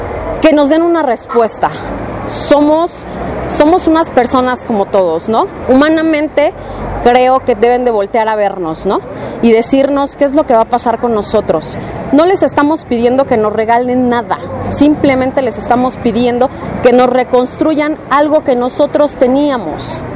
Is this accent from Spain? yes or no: no; Tláhuac, Mexico City, Mexico; soy de la Colonia del Mar, pertenezco a Tláhuac